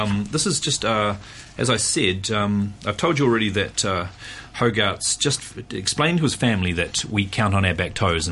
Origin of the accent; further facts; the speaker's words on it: New Zealand; Well, the thing is that in New Zealand, I'm from New Zealand, and in New Zealand, when I was a kid in the 70s